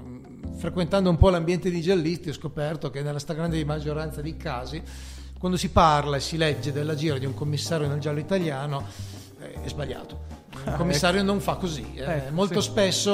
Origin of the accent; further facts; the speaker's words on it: Costigliole, Piedmont, Italy; sarebbe Costigliole, che è il mio paese.